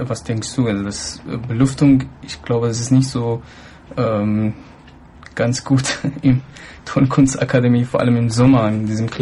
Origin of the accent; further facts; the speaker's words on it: Iran; German is a second language; Ich bin im Iran aufgewachsen